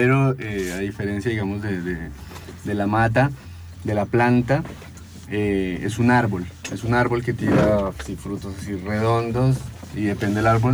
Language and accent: Spanish; Bogotá, Colombia; que yo soy de Bogotá, pero en Colombia, en Bogotá se escucha